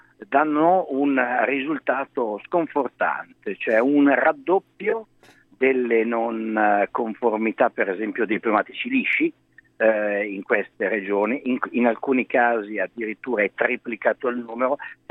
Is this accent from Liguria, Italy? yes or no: no; Milan, Lombardy, Italy; perché io sono milanese